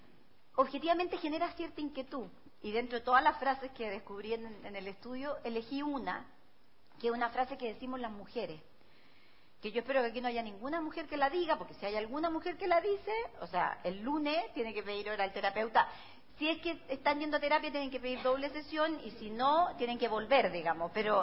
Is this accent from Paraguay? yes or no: no; Temuco, Araucanía, Chile; yo nací en Temuco, por lo tanto viví 15 años allá, yo crecí con esta frase.